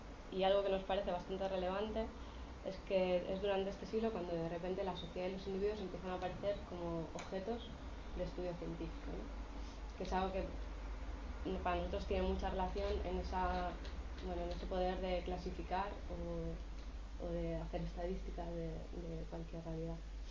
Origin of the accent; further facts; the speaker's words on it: Granada, Andalusia, Spain; now in Bilbao, Spain; nosotros estamos viviendo en Bilbao, pero venimos de Granada